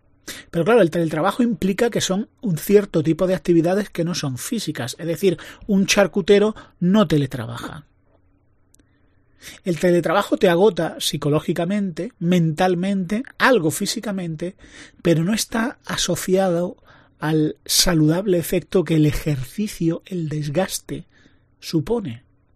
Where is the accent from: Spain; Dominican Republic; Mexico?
Spain; Soy español, soy mediterráneo.